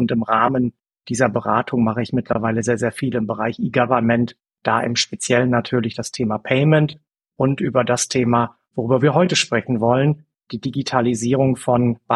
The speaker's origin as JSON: {"language": "German", "town": "Bersenbrück", "region": "Lower Saxony", "country": "Germany", "said": "Ich habe irgendwann mal meine Ausbildung bei einer kleinen Sparkasse in Niedersachsen gemacht, da wo ich herkomme, in Bersenbrück im schönen Osnabrücker Land."}